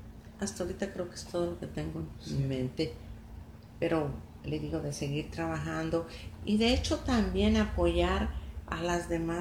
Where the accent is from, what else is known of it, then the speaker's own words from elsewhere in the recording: Contrahierba, San Luis Potosí, Mexico; mi mamá era de la capital, de San Luis. Yo nací en San Luis, pero yo creo que 4 o 5 días me llevaron a Contrahierba, y allí viví hasta que me casé.